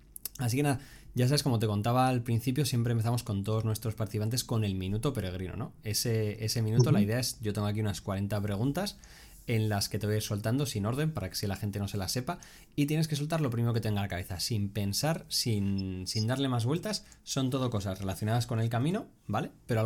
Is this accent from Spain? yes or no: yes; Spain; Como españoles siempre hemos tenido el camino ahí